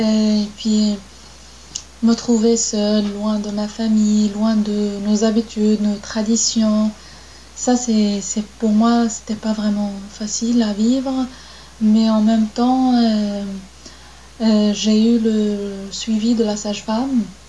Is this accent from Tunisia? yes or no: no; Morocco; French is a second language; now in France; C'est presque chez nous au Maroc, il n'y a pas d'accouchement sans la présence de la mère.